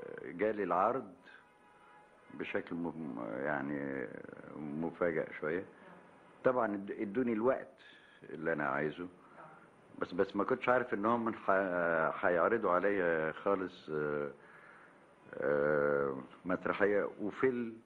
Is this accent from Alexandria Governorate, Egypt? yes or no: yes; Alexandria, Alexandria Governorate, Egypt; وانا واد اسكندراني بيحكي على نفسي.